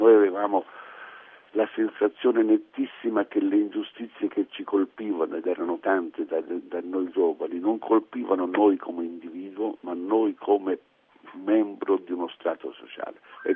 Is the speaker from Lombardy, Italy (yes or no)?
no; Tuscany, Italy; avevo una delusione tale che da buon toscano, devo dire, ho girato questa tristezza in una forma ironica